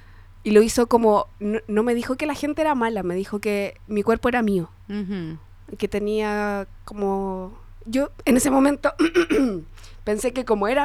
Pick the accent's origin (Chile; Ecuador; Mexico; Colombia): Chile; Santiago, Santiago Metropolitan; Sí, yo crecí en Santiago.